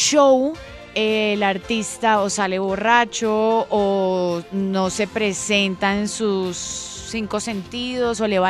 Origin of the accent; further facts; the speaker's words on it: Cali, Valle del Cauca, Colombia; me gustó desde el lado de que soy caleña